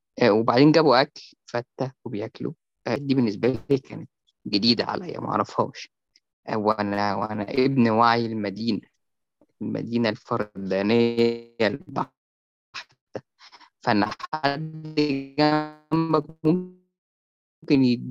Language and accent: Arabic; Cairo, Cairo Governorate, Egypt; وأنا يعني ابن القاهرة